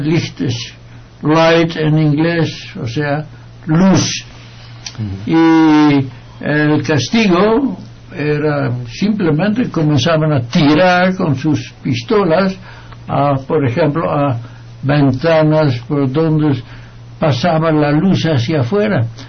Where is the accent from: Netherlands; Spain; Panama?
Netherlands; Trasladémonos a la Segunda Guerra Mundial en Holanda, mi tierra.